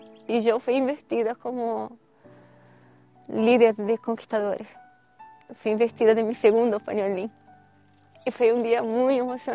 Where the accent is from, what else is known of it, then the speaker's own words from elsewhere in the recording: Curitiba, Paraná, Brazil; tengo 44 años, soy brasileña de Curitiba, Paraná. Conocí la iglesia adventista con muy temprana edad, a los 11 años de edad, a través de mi abuela.